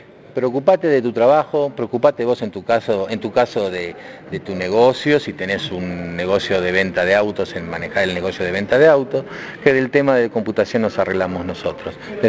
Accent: Argentina; Estás hablando de la planta que está justamente en mi país, en Argentina.

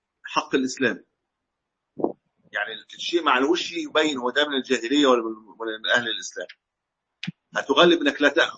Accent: Egypt; كما عندنا في مصر مثلا من الفراعنه

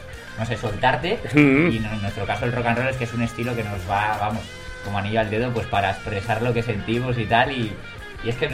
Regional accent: Salamanca, Castile and León, Spain; somos de Salamanca.

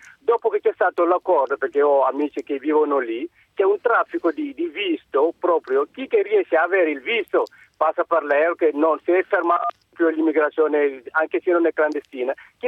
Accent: Senegal; Io sono del Senegal.

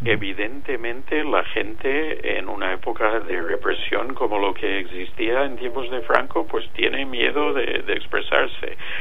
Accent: United States; now in Spain; en mi país, en Estados Unidos, hay una presencia de inmigración mayor que aquí en España

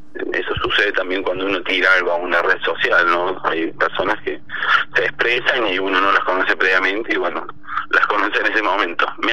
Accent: Huerta Grande, Córdoba, Argentina; yo de muy chico, que me crié acá en Huerta Grande

